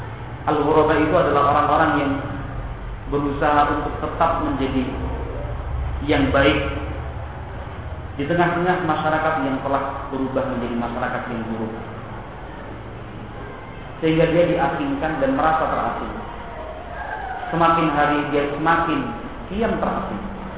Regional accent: Surakarta, Central Java, Indonesia; kalau kita orang Solo bilangnya kan kemproh ya

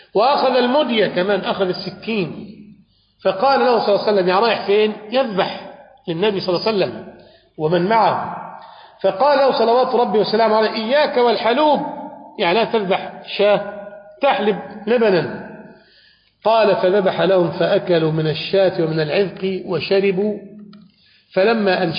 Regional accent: Egypt; يقول بأن عندنا في مصر يعني بعض الناس الأثرياء

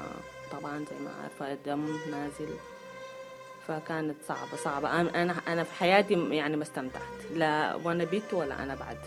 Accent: Sudan; أنا من السودان.

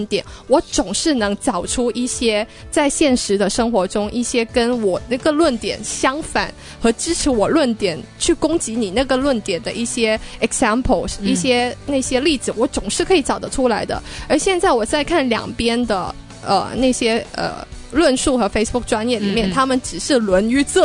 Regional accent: Hong Kong; 我自己作为一个香港人

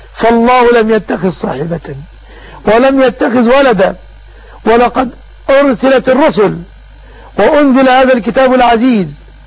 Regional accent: Egypt; وحفظ بلادنا مصر آمنة مطمئنة وسائر بلاد

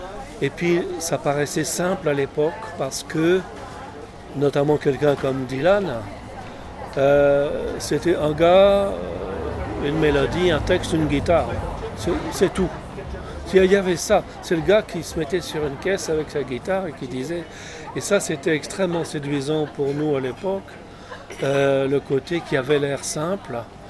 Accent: Paris, Île-de-France, France; born there; Non, je suis pas né à Neuilly. Je suis né à Paris.

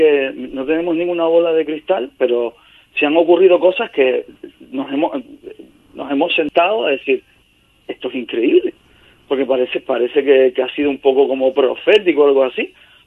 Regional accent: Canary Islands, Spain; yo soy gran canario

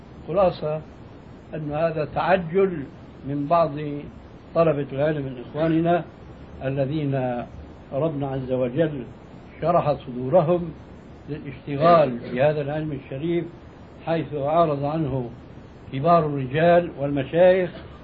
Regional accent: Syria; وهذا كانوا إلى حد قريب عندنا في سوريا يمتطيه طبقة معينة من الناس

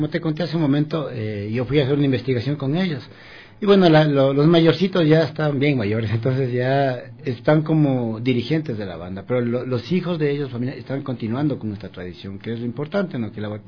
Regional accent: Conocoto, Pichincha, Ecuador; Y yo como de niño viví en Condocoto.

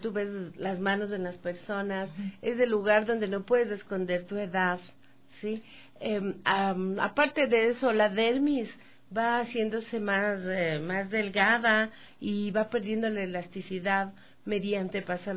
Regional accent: Ecuador; Y no somos así los ecuatorianos.

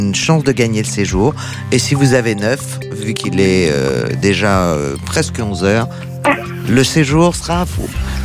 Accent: Paris, Île-de-France, France; born there; Et je suis née à Paris, alors je me sens un petit peu triste par rapport à vous qui parlez de vos régions sublimes.

